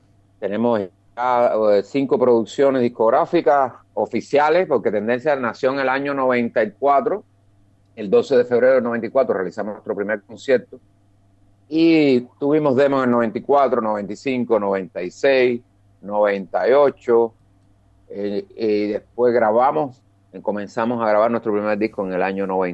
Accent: Pinar del Río, Cuba; yo soy de Cuba, de la provincia de Pinar del Río, que es la provincia más al oeste de Cuba. Estamos a solamente 150 kilómetros de la capital, de La Habana.

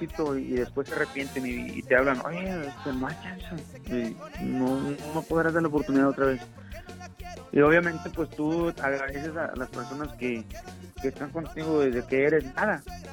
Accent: San Luis Potosí, Mexico; yo soy de San Luis Potosí, orgulloso de que lleve el nombre de mi pueblo

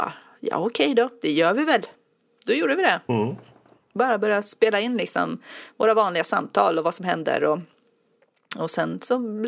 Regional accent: Enköping, Uppsala County, Sweden; born there; also born or lived in Västmanland; now in Södermanland, Sweden; Jag föddes i Uppland och utanför Enköping, och sen har jag bott i Västmanland en massa år, och nu bor jag i Södermanland.

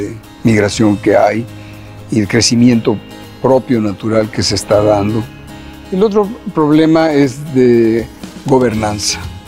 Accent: Mexico City, Mexico; Mi familia arribó a la frontera, originalmente somos de México, la capital.

